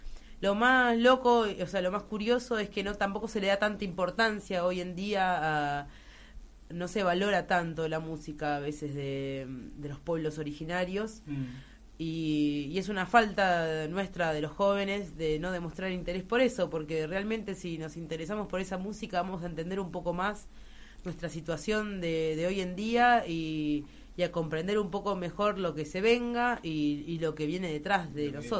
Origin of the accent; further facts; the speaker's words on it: Remedios de Escalada, Buenos Aires Province, Argentina; yo soy de Remedio de Escalada.